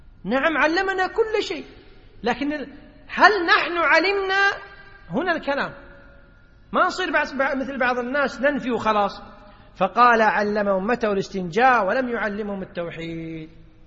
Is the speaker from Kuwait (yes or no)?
yes; Kuwait; يعني في اصطلاح الناس عندنا بالكويت يقول ايش يتطنز